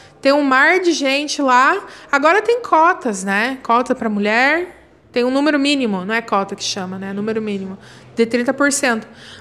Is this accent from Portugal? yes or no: no; Paraná, Brazil; Eu sou paranaense, eu falo assim.